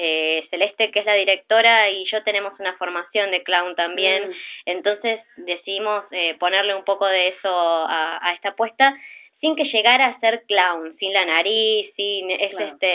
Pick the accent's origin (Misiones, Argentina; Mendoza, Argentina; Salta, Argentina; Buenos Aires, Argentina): Buenos Aires, Argentina; also born or lived in Córdoba; Y hace poquito, unos meses, me volví para acá, para Buenos Aires, de donde soy.